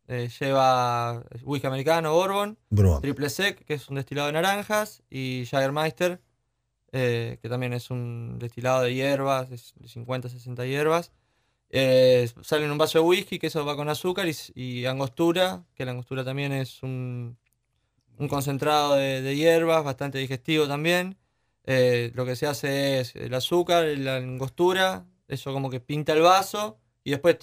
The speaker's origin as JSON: {"language": "Spanish", "region": "Santa Fe", "country": "Argentina", "said": "Yo ya hace 4 años que estoy en Navarra, soy de Santa Fe, no soy de acá de La Plata"}